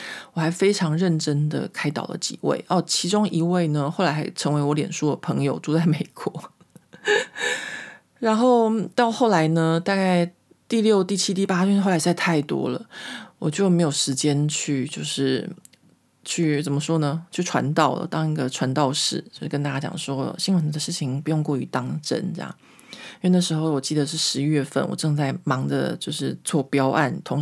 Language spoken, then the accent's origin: Chinese; Taiwan; moved away; 因为我离开台湾的时间已经很久了，或者说我小时候就是长大在一个民风保守的台湾哦。